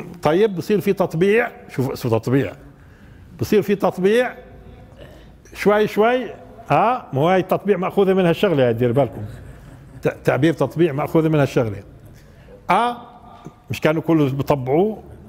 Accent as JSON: {"language": "Arabic", "country": "Palestine", "said": "وهذا غير مألوف عندنا في فلسطين بالمرة"}